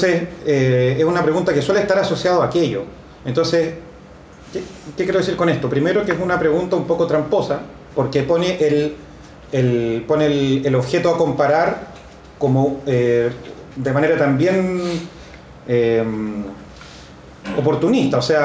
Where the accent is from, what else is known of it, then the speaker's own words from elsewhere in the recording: Chile; yo soy sociólogo chileno.